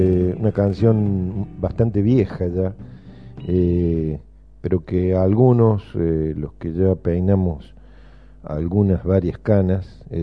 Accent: Argentina; como argentinos nos merecemos de nuevo todo esto

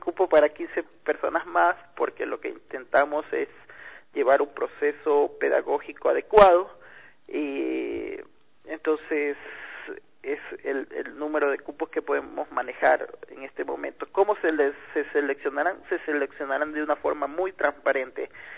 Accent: Guayaquil, Guayas, Ecuador; also born or lived in Quito; now in Loja, Ecuador; Yo estoy viviendo en la ciudad hace casi un año, soy originario de Guayaquil, pero toda mi carrera artística la he desarrollado casi en Quito

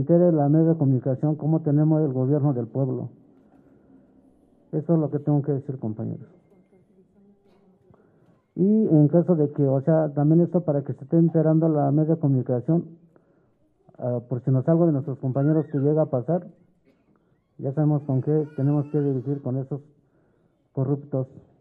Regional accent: Santiago Mexquititlán, Querétaro, Mexico; Yo soy uno de los compañeros de aquí, que vengo del pueblo de Santiago Mexitlán.

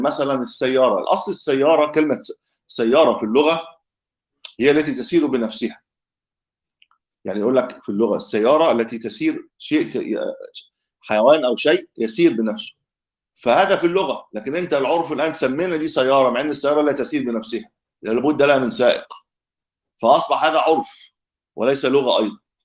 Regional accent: Egypt; هذا بتسموه ايه عندنا في مصر، هذا الهاتف لا محمول صحيح

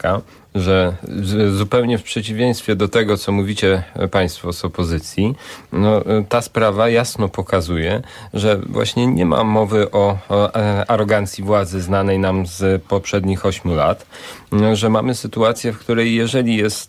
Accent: Bydgoszcz, Kuyavian-Pomeranian Voivodeship, Poland; Ja jestem z Bydgoszczy

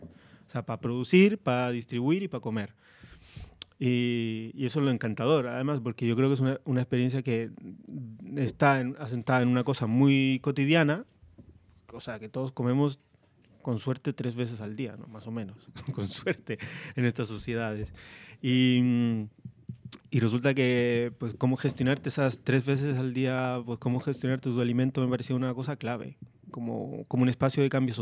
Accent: Parral, Maule, Chile; Sí, de un pueblito que se llama Parral.

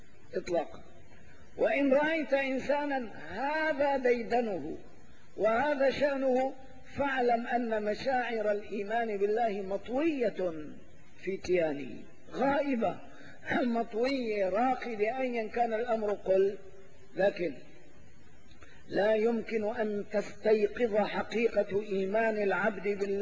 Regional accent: Syria; إلا في بلدتنا سوريا هذه.

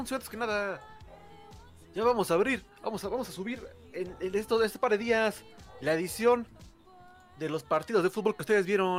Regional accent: Venezuela; Siento feo porque soy de Venezuela

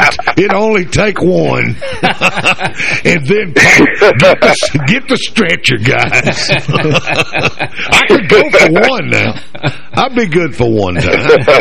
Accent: Kentucky, United States; What, born and raised in Kentucky, I guess a lot of that.

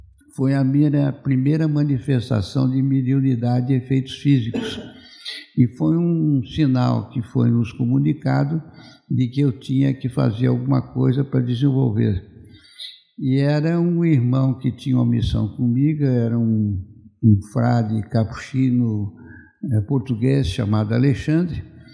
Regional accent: Jacareí, São Paulo, Brazil; now in São José dos Campos, Brazil; Então, eu sou de Jacareí, moro aqui em São José, dia 27 completou 4 anos, já morei anteriormente.

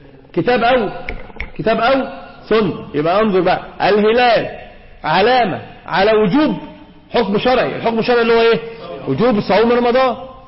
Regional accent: Egypt; احنا عندنا في مصر في شيء آخر بيذهب العقل

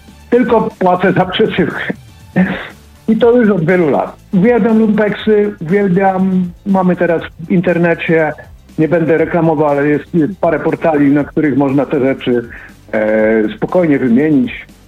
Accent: Pomeranian Voivodeship, Poland; jestem z Trójmiasta.

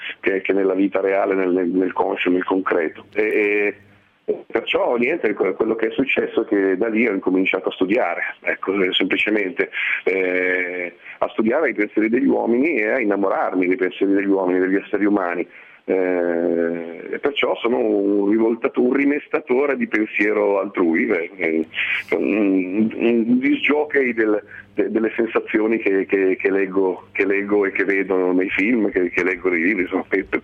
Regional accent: Milan, Lombardy, Italy; born there; Io sono nato a Milano alla metà degli anni 60, perciò però in una famiglia sottoproletaria

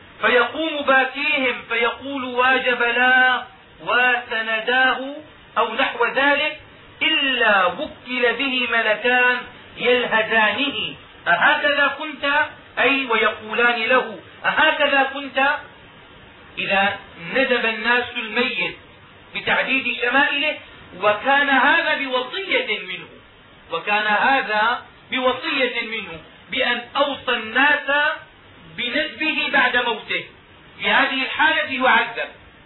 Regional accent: Damascus, Damascus Governorate, Syria; وهكذا كان يفعل العلماء عندنا في دمشق

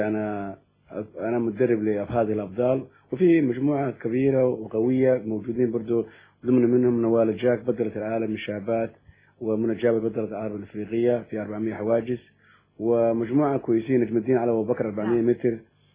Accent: Somalia; also born or lived in United States; now in United Kingdom; انا كنت اولا عشت في امريكا 20 سنة. انا اصلي صومالي مجنس بريطاني ودرست في امريكا

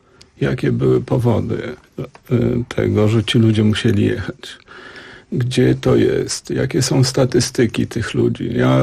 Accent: Łódź, Łódź Voivodeship, Poland; Ja jestem wychowany w Łodzi, w bardzo tradycyjnej rodzinie. Wychowałem się na ulicy Kilińskiego, gdzie mieszkał pan Freud, mieszkało wielu Żydów.

